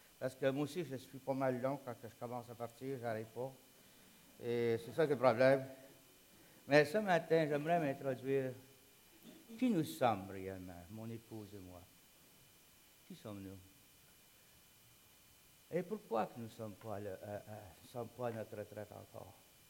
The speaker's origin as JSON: {"language": "French", "town": "Sherbrooke", "region": "Quebec", "country": "Canada", "said": "Et puis moi, je viens de Sherbrooke."}